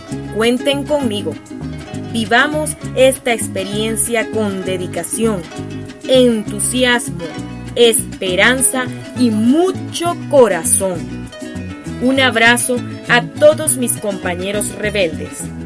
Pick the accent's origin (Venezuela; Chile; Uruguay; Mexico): Venezuela; una venezolana sobreviviente de la invasión alienígena